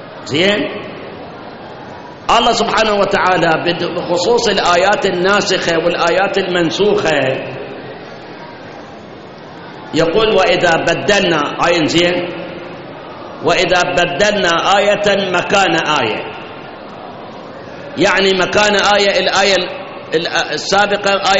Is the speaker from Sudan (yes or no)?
no; Iraq; هاي احنا عندنا بالعراق